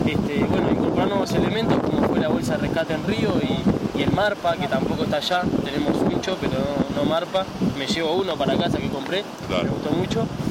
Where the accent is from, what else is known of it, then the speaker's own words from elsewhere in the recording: Uruguay; vine para el congreso, que no fuimos muchos uruguayos esta vez, éramos 6 más o menos.